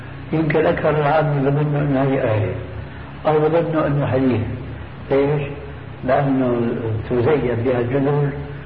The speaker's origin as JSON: {"language": "Arabic", "town": "Damascus", "region": "Damascus Governorate", "country": "Syria", "said": "دمشقي آمين. فأنا زرت القدس"}